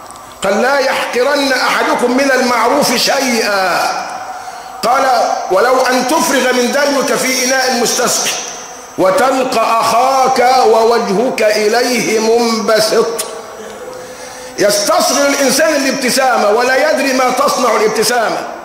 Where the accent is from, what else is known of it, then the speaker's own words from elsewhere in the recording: Egypt; واعلم أن عندنا كمصريين من اللوازم الحياتية اللي احنا بنضرب بها المثل